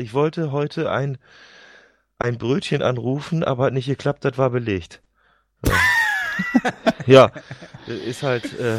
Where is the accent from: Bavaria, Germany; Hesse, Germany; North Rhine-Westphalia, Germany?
North Rhine-Westphalia, Germany; ich bin ja im Kölner Raum groß geworden und so 20 Jahre Karneval hinterlassen einfach Spuren.